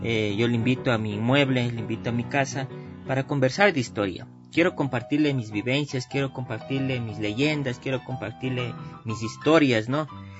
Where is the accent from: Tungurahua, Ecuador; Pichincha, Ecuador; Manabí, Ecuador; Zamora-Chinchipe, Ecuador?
Pichincha, Ecuador; Cumbayá; si yo soy de Cumbayá y tengo esta oportunidad hoy de prepararme, ¿por qué no puedo aportar a mi parroquia, al lugar donde nací, al lugar donde son mis padres?